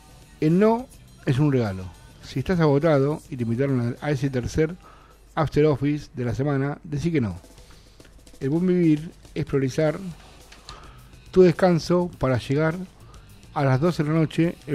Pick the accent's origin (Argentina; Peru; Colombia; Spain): Argentina; ojalá que como argentinos dejemos de pelearnos entre nosotros